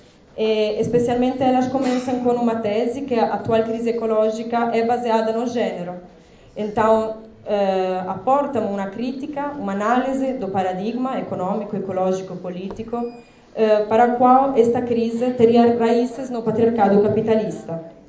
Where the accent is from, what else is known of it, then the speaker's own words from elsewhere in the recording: Italy; Portuguese is a second language; Eu sou italiana, portanto vou falar português lendo.